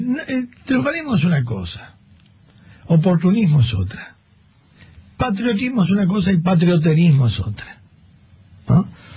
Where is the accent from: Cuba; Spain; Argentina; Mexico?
Argentina; Sí, así somos los argentinos. Por eso nos va como nos va.